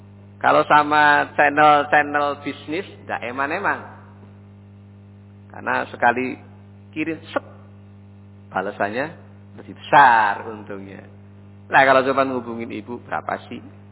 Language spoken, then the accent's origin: Indonesian; Java, Indonesia; Nah, bahasa kita wong Jawa.